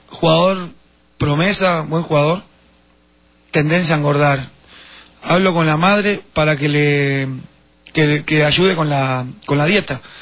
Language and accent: Spanish; Uruguay; En la dictadura, en el año 73, generó muchas cosas en mi país.